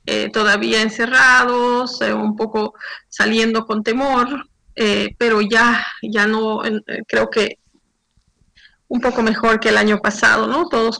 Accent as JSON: {"language": "Spanish", "region": "La Paz", "country": "Bolivia", "tie": "born there", "lives_now": "Santa Cruz, Bolivia", "said": "Desde Santa Cruz. Yo vivo en Santa Cruz ya hace 14 años, aunque nací en La Paz, que mencionabas."}